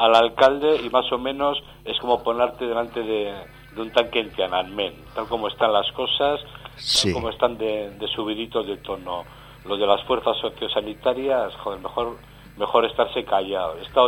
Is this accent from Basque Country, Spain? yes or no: yes; Bilbao, Basque Country, Spain; yo soy de Bilbao, soy de Deusto, pero vivo en Repélega desde hace ya 3 años.